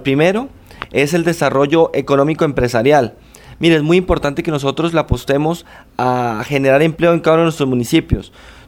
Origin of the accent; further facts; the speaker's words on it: Sasaima, Cundinamarca, Colombia; yo soy de Sasaima, yo soy nacido y criado en la vereda La Victoria, es una de las veredas de la parte alta de Sasaima, la cual colinda con Albán, pues de toda la vida aquí, hijo y orgullosamente sasaimero